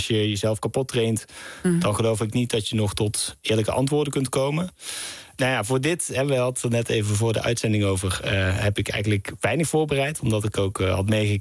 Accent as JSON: {"language": "Dutch", "town": "Knegsel", "region": "North Brabant", "country": "Netherlands", "said": "dat ik uit Knechtsel kwam. Dat is een heel klein dorpje in Brabant."}